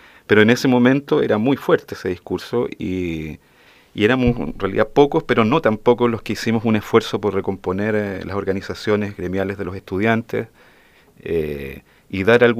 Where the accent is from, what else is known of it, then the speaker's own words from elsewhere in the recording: Los Andes, Valparaíso, Chile; also born or lived in Santiago; Pero crecí en la Quinta Región. Yo toda mi infancia y mi adolescencia, digamos, hasta venirme a estudiar a la universidad, la pasé en los Andes, ¿no? Quinta Región, cordillera.